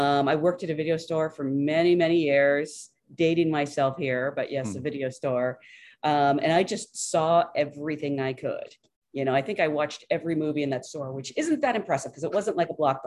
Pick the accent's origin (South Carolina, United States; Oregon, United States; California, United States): Oregon, United States; Salem; I grew up in Salem, Oregon, which is a tiny little town about an hour outside of Portland